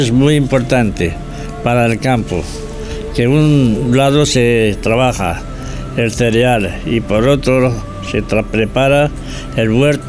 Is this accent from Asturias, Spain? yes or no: no; San Juan de la Nava, Castile and León, Spain; de las historias de mi pueblo, San Juan de la Nava. Un pequeño pueblo a unos 500 habitantes situados en la provincia de Ávila, a 30 kilómetros de la ciudad.